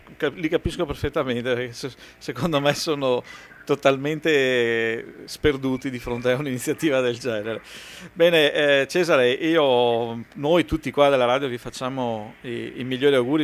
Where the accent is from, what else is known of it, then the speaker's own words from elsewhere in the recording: Padua, Veneto, Italy; io che sono di Padova